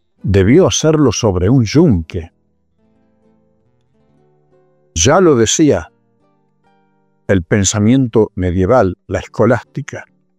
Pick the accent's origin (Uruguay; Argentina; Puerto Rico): Argentina; Santa Fe; vengo de Santa Fe.